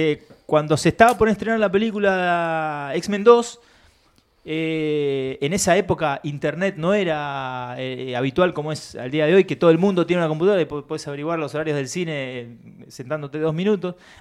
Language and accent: Spanish; Chile; born there; y yo nací en Chile, maestro.